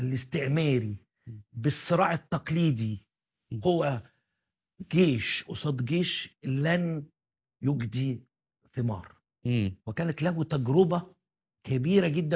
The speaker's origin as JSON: {"language": "Arabic", "country": "Afghanistan", "said": "فكانت التجربة عندنا في أفغانستان استفادت منها الأمريكان"}